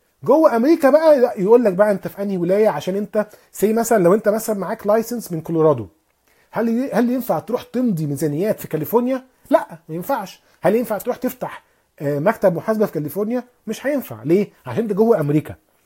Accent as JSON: {"language": "Arabic", "town": "Alexandria", "region": "Alexandria Governorate", "country": "Egypt", "said": "ان انا اصلا من اسكندريه."}